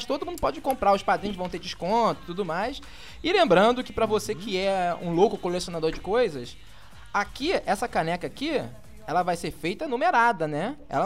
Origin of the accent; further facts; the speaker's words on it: Rio de Janeiro, Brazil; eu como carioca atesto, que existem carnavais e carnavais, né?